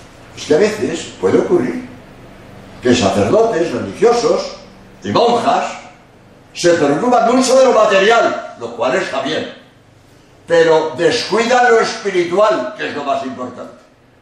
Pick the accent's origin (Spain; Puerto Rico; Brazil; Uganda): Spain; Perdonad, soy español y quiero decir dos palabras sobre la obra de España en América